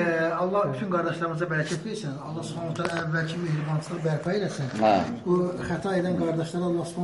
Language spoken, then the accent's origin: Azerbaijani; Shirvan, Azerbaijan; mən Şirvandan gəlmişəm.